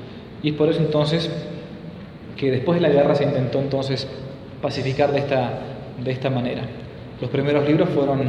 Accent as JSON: {"language": "Spanish", "country": "Argentina", "said": "Yo soy argentino, vivo muchos miles de kilómetros de acá"}